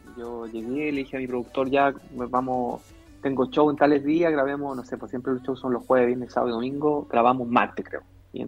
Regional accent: Chile; a nosotros como chilenos nos cuesta un poquito más.

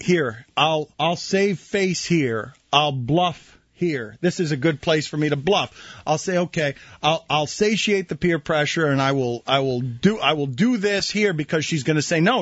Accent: United States; not announcing to anybody that I'm an American tourist.

